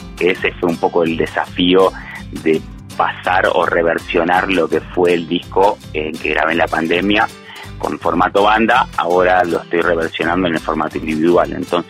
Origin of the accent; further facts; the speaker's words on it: Buenos Aires, Argentina; now in Huerta Grande, Argentina; Valle de Punilla, de Huerta Grande, mejor dicho, bueno, que vengo de Buenos Aires en 2016